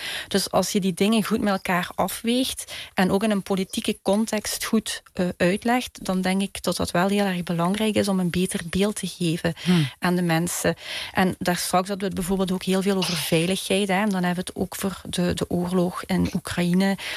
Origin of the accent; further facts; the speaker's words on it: Belgium; ik kom uit België